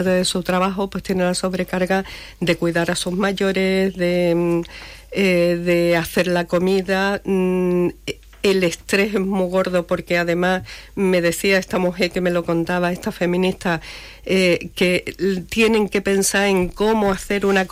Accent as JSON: {"language": "Spanish", "country": "Cuba", "said": "pero en mi país que no me lo toque una bota de Estados Unidos. Uh-huh. Eso en Cuba es..."}